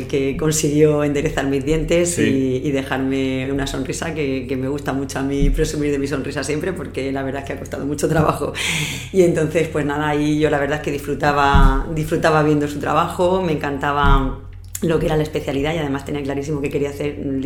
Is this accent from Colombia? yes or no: no; Los Montesinos, Valencian Community, Spain; now in Murcia, Spain; yo nací en un pueblo de Alicante, en los Montesinos. Sí. Y bueno, pues un poco arrastrar lo que ha sido de siempre a la gente de mi pueblo, luego haber venido a Murcia a estudiar la carrera, luego me fui a hacer la especialidad de ortodoncia a la Complutense en Madrid.